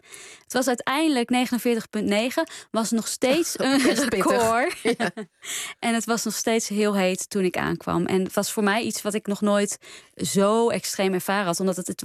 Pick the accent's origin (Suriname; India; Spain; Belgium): India; Delhi; Ja, voor mij is het bovenal de stad waar ik vandaan kom.